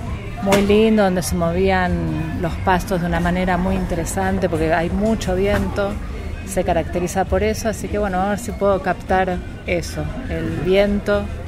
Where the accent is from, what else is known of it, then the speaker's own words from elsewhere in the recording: Ramos Mejía, Buenos Aires Province, Argentina; vengo de Ramos Mejía, Buenos Aires